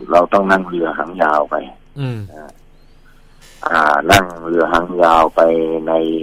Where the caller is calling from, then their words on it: Nonthaburi, Thailand; นนทบุรีครับ